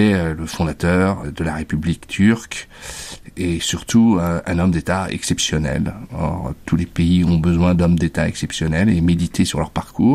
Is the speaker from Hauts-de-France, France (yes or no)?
no; Paris, Île-de-France, France; je suis parisien d'origine normande.